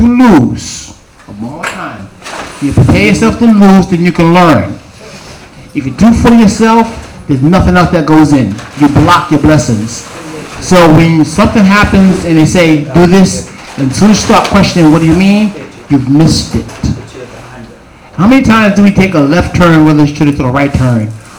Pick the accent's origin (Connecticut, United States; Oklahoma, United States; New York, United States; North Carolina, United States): New York, United States; New York City; I grew up in Queensbridge